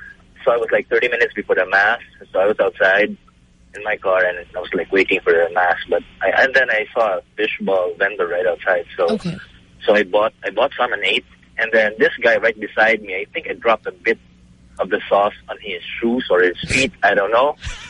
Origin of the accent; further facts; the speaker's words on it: Cebu, Central Visayas, Philippines; from Cebu.